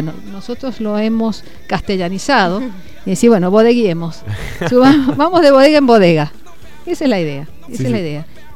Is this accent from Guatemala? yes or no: no; Mendoza, Argentina; tomar este desafío como mendocino es decir, bueno, soy anfitrión y soy embajador